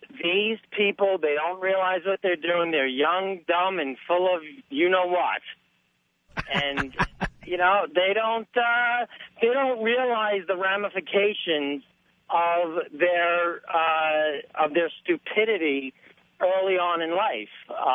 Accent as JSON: {"language": "English", "region": "East Coast", "country": "United States", "lives_now": "Los Angeles, United States", "said": "I'll tell you what I tell people out here since I am from the East Coast."}